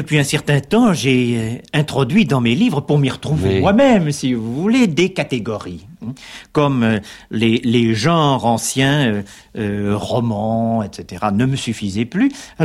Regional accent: Paris, Île-de-France, France; also born or lived in Lille; Mais voilà, je suis né dans le Nord, Mais c'est en effet par accident, et j'ai quitté le nord, c'est-à-dire très précisément la banlieue de Lille, quand j'avais l'âge de 3 ans pour venir à Paris. C'est-à-dire je suis un Parisien caractéristique.

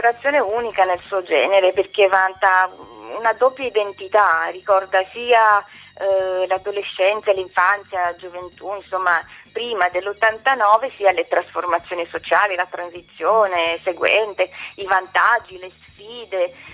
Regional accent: Bucharest, Romania; now in Italy; sono rumena, sono nata a Bucarest, il mio percorso di vita mi ha portato in Italia

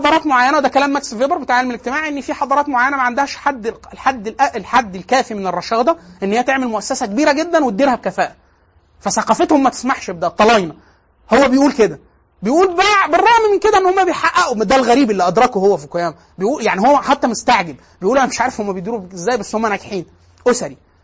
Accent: Egypt; زي اللي عندنا في دمياط في مصر

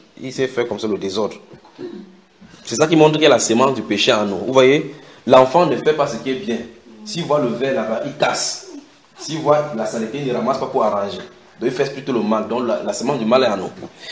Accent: Cameroon; Chez nous au Cameroun, chaque fois on travaille, on voit, on dit, je suis dans l'obscurité, on peut faire autrement.

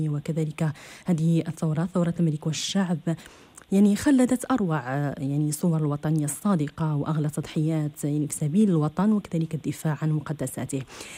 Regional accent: Morocco; عاداتنا كمغاربة

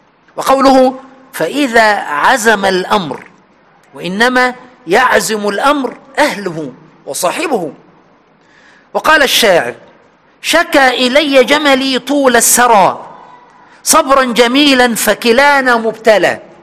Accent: Egypt; عندنا في مصر هنا يتكلمون عن المرأة العفيفة والقوية في دينها

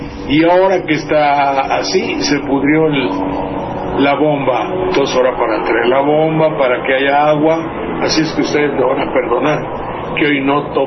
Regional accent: Veracruz, Mexico; allá en mi tierra le dicen, a Mandería le dicen la Venecia de Veracruz, porque también cuando llueve mucho, mucho se tapa todo y se inunda.

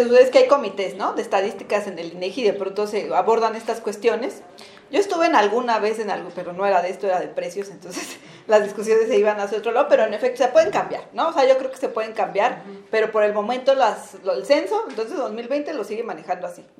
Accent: Mexico; las mujeres en Latinoamérica, las mujeres mexicanas somos, después de Chile, las que tenemos una mayor proporción de tiempo destinado

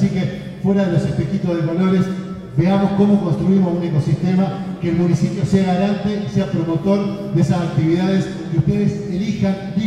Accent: Paraná, Entre Ríos, Argentina; moved away; yo soy de Paraná, de Entre Ríos, vine con mi familia, construí mi familia acá, mi hija nació acá hace 14 años, 15 ya casi

